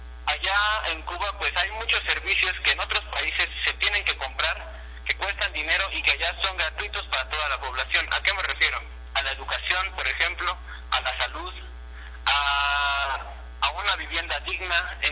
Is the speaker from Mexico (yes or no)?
yes; Mexico; resulta preocupante para nosotros como mexicanos que México se esté quedando ajeno a todo este cambio